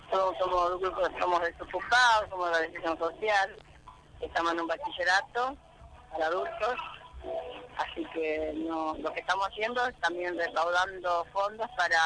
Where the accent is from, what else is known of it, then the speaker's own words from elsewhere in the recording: Chaco, Argentina; now in Buenos Aires, Argentina; soy del Chaco y... Empecé a trabajar como cajera volantina, cuando vine a Buenos Aires